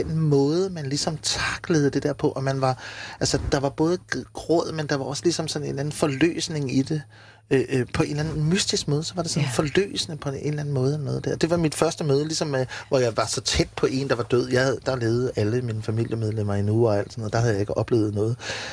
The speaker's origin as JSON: {"language": "Danish", "region": "Region of Southern Denmark", "country": "Denmark", "said": "jeg kommer jo fra Fyn, og du ved, er rimelig naiv"}